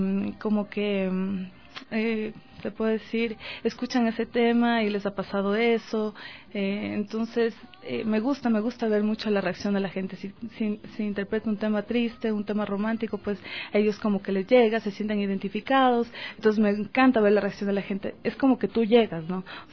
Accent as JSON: {"language": "Spanish", "town": "Quito", "region": "Pichincha", "country": "Ecuador", "said": "es una hermosa ecuatoriana, quiteñita 100%."}